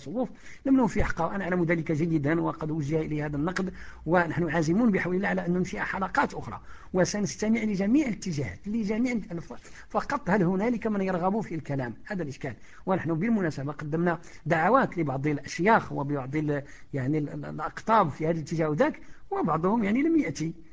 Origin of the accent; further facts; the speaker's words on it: Morocco; لانه صناعه الخطابه هذه صناعه يعني شبه منعدمه عندنا في المغرب